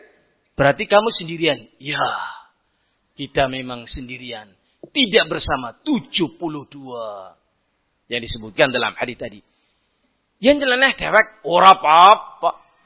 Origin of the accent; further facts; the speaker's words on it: Central Java, Indonesia; Saya orang Banyumasan kok.